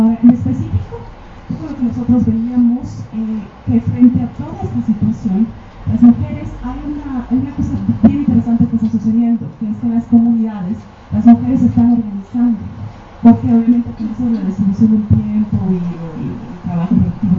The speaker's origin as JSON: {"language": "Spanish", "region": "Cochabamba", "country": "Bolivia", "said": "yo soy de Cochabamba, de una ciudad, ¿no? La ciudad de la Guerra del Agua."}